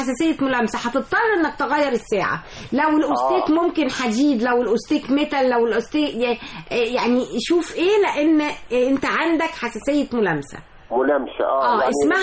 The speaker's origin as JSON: {"language": "Arabic", "country": "Egypt", "said": "احنا كمصريين لنا بشره جميله ولنا بشره خمريه"}